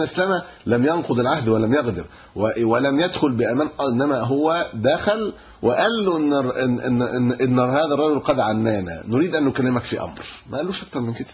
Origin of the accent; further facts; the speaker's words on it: Egypt; انا كمصري ممكن اروح